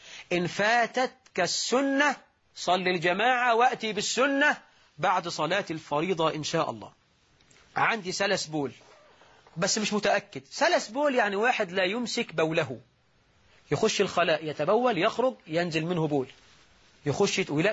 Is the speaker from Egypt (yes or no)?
yes; Egypt; واجعل بلدنا مصر رخاء سخاء، أمنا وأمانا